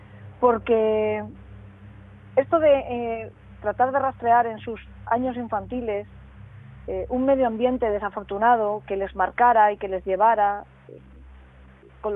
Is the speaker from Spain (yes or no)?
yes; San Vicente del Raspeig, Valencian Community, Spain; Yo soy de San Vicente de los Tres, en Alicante